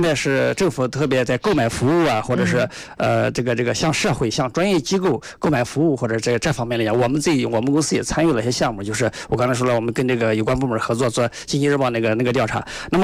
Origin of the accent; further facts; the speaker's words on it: China; 我们中国人就是大多数老百姓走背都比较穷吧，因为以前生活条件落后嘛